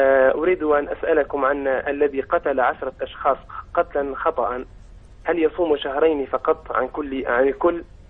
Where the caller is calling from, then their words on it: Libya; العيد عندنا في ليبيا يوم السبت على رأي ليبيا